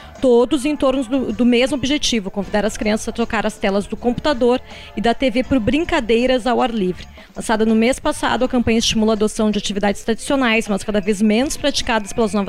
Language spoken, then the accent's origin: Portuguese; Porto Alegre, Rio Grande do Sul, Brazil; a minha infância aqui em Porto Alegre foi muito em contato com a natureza